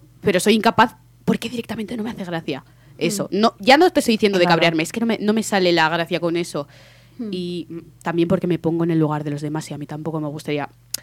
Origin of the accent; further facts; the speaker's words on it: Zaragoza, Aragon, Spain; yo soy maña, ¿vale? Yo nací en Zaragoza, pongo contexto.